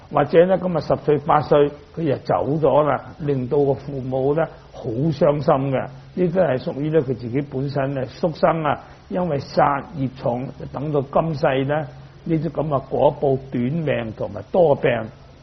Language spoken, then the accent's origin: Cantonese; Dongguan, Guangdong, China; 我哋鄉下就好多魚塘嘅，咁我本身我係東莞人，咁啊東莞就好多魚塘嘅，條條村都有魚塘嘅。